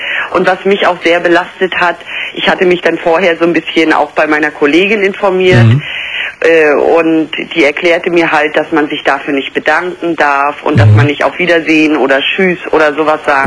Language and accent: German; East Germany, Germany; also ich bin aus der DDR, das war damals noch 20 Ostmark.